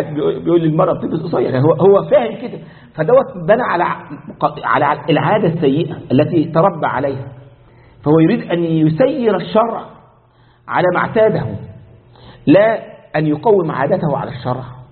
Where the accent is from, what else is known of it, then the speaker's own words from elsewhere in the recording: Egypt; زي ما عندنا في مصر كله عند العرب صابون